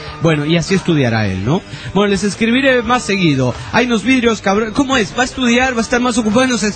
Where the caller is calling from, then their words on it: La Paz, Bolivia; ¿Qué onda? … de La Paz, capital de Bolivia.